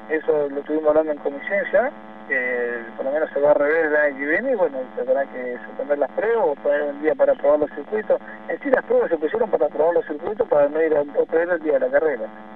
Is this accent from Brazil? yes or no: no; Buenos Aires, Argentina; yo soy de Buenos Aires y corrí con lluvia.